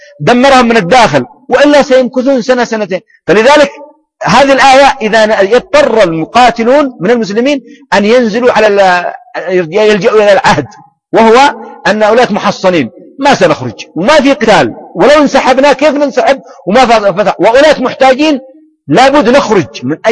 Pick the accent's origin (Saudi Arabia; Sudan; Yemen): Yemen; هذه لغة صحيحة عندنا في اليمن في بلدي في منطقة، وغالبا في مناطق اليمن،